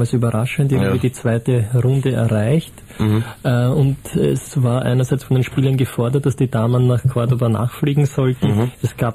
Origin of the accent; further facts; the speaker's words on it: Austria; was können wir als Österreicher davon lernen?